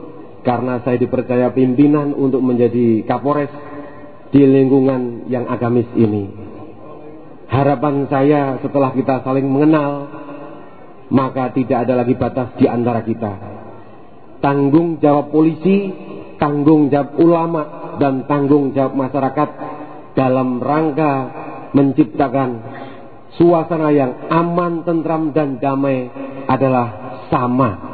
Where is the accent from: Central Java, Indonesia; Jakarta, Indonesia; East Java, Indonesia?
Central Java, Indonesia; Rembang; Saya asli dari Rembang, Jawa Tengah, bukan Rembang Pasuruan.